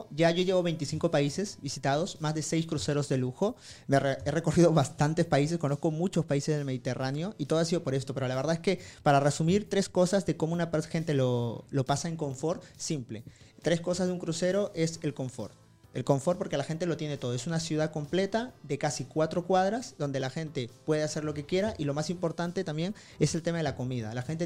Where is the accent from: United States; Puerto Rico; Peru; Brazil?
Peru; yo vengo de Perú, y ¿cuánta gente de Perú viaja?